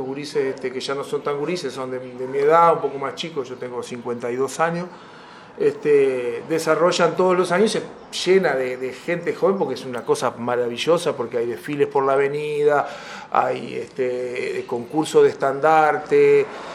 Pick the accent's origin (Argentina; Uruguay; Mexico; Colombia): Uruguay; San Ramón, Canelones; also born or lived in Montevideo; en San Ramón, nací, si bien nací en Montevideo, en el Círculo Católico, viví toda la vida acá en San Ramón